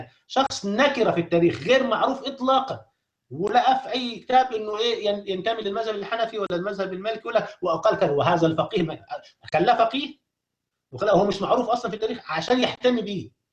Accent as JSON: {"language": "Arabic", "country": "Egypt", "said": "أي مكان داخل مصر كدولة احنا كلنا مصريين نتكلم فيها"}